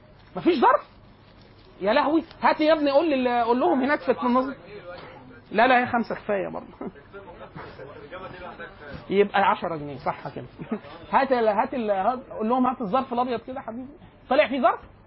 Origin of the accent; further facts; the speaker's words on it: Egypt; عندنا في مصر